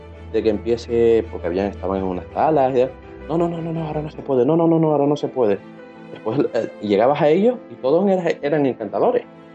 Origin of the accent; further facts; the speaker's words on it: Canary Islands, Spain; yo que vengo de Canarias para cubrir radio entrevistas